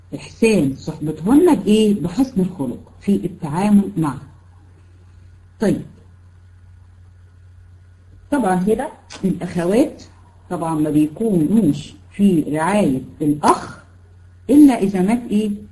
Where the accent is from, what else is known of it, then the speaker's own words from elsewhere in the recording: Egypt; يعني هنا عندنا في مصر